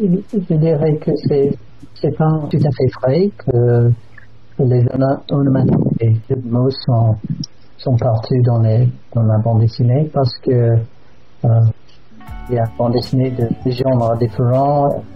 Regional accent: England, United Kingdom; French is a second language; je suis né dans l'ouest du pays, près de Porte, en fait.

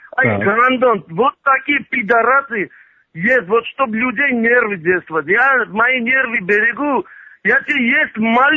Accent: Armenia; Russian is a second language; Я армянин, я крестьянин.

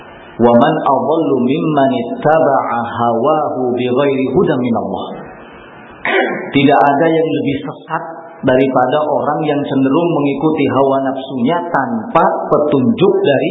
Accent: West Java, Indonesia; Saya orang Sunda jadi tidak begitu paham bahasa Jawa

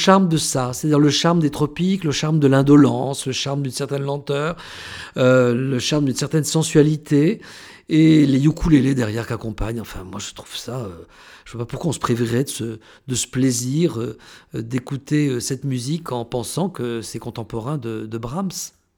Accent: New Caledonia; Moi qui ai vécu quand j'étais enfant en Nouvelle-Calédonie, je vois très bien les temples.

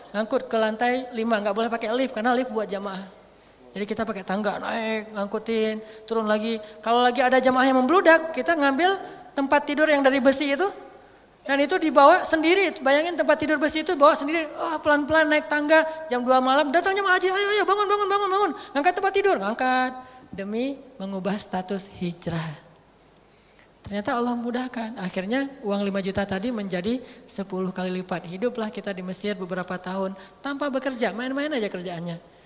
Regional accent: Aceh, Indonesia

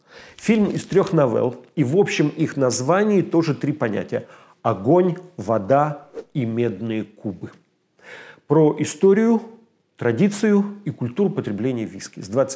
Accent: Uloma, Vologda Oblast, Russia; У меня на родине деревня Улома называется в Вологодской области. Финно-угорское название, как часто на нашем севере.

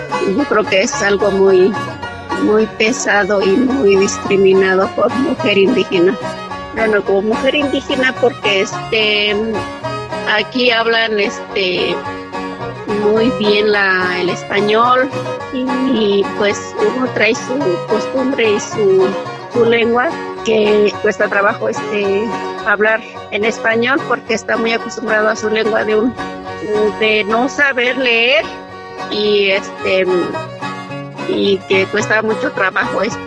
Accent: Zitácuaro, Michoacán, Mexico; Yo soy originaria de Zitácuaro, Michoacán, en un pueblito que se llama Crescencio Morales San Mateo, municipio de Zitácuaro, Michoacán. Yo soy originaria de pueblo Mazahua. De hecho, hablo bien la Mazahua

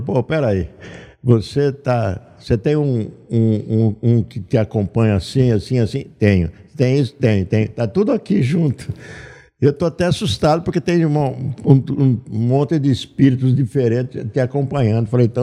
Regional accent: Leme, São Paulo, Brazil; lá na minha cidade, Leme.

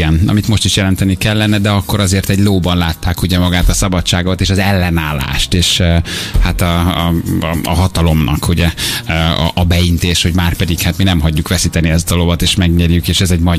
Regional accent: Hungary; Baromi nehéz nyilván tényleg magyarként olyan filmet csinálni, ami nekünk a francos amerikai filmeken szocializálódott

